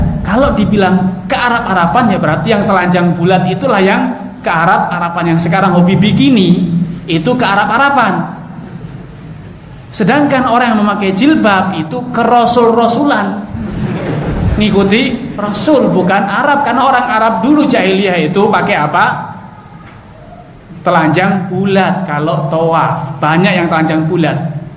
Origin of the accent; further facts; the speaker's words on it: Java, Indonesia; born there; kenapa saya dilahirkan di sini, di Jawa ya, sehingga saya kejawen-jawenan gini.